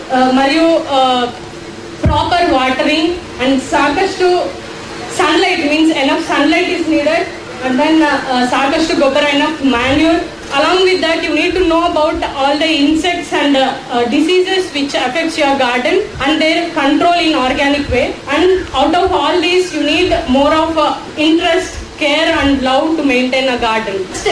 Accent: Andhra Pradesh, India; Kannada is a second language; ನಾನು ಆಂಧ್ರ ಊರಿಂದ ಬಂದಿದ್ದು ಸ್ವಲ್ಪ ಕನ್ನಡ ಅಡ್ಜಸ್ಟ್ ಮಾಡ್ಕೊಳ್ಳಿ, ಮಿಕ್ಸ್ ಮಾಡಿ ಹೇಳ್ತೀನಿ ಎಲ್ಲ.

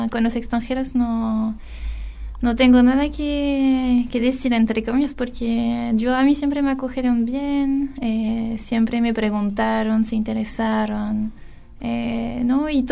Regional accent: Lille, Hauts-de-France, France; Spanish is a second language; Yo soy de Lille, sí, ya. Una ciudad que está en el norte de Francia, en la frontera con Bélgica.

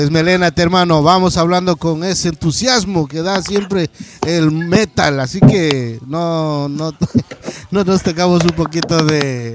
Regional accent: Catamayo, Loja, Ecuador; yo soy de Loja, de un pueblito que se llama Catamayo, La Toma, más conocida, pues...

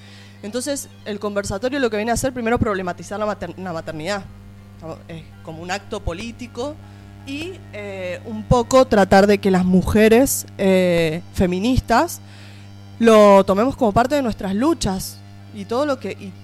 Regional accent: Mendoza, Argentina; Vengo de Mendoza, para que sepan.

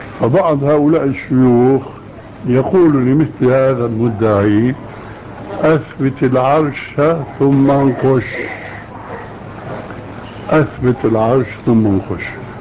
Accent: Syria; وكما يقولون عندنا في الشام حطينا رجلينا مي بارد

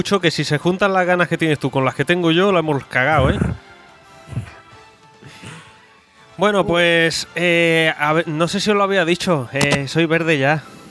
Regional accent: Santa Pola, Valencian Community, Spain; pregunta el tío, de aquí de Santa Pola también, ya somos dos los que tenemos la Xbox One aquí en mi pueblo.

